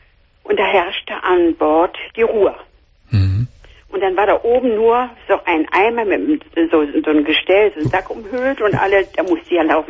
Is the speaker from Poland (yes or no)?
yes; Szczecin, West Pomeranian Voivodeship, Poland; Ja, wir sind am Wasser. Ich, wie gesagt, ich bin ja aus Stettin.